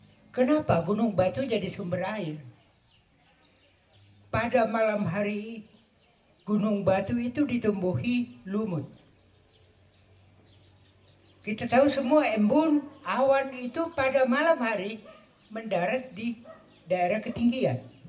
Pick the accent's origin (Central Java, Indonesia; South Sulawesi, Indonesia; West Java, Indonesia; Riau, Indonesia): South Sulawesi, Indonesia; Tidak usah kita resah bahwa kita orang Toraja ini lahir dan berkembang di pegunungan.